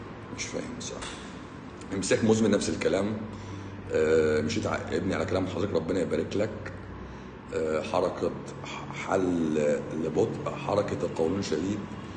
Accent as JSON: {"language": "Arabic", "country": "Egypt", "said": "من عندنا في مصر"}